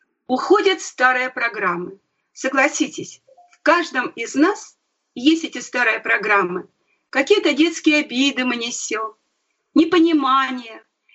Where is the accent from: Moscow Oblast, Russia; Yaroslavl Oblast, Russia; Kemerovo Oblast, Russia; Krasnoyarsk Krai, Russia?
Krasnoyarsk Krai, Russia; Krasnoyarsk; born there; Вот я вспомнила свое детство. Я родилась в Красноярске.